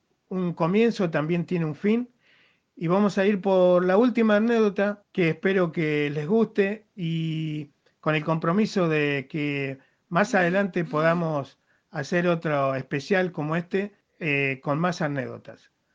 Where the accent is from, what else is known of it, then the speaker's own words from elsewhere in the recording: Huinca Renancó, Córdoba, Argentina; cuando yo tenía 16, 17 años en la ciudad de Huincarnancó, mi ciudad natal en Córdoba.